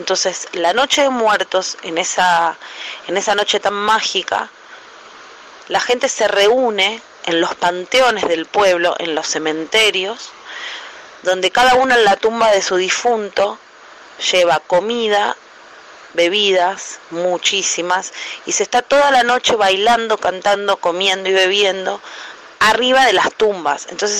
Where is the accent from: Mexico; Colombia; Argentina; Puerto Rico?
Argentina; Nosotros como argentinos también sabemos de eso.